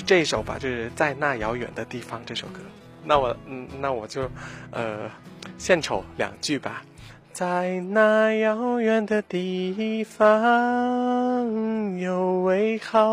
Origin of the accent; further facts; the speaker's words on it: Thailand; Chinese is a second language; now in Beijing, China; 我现在呢是在北京大学读博士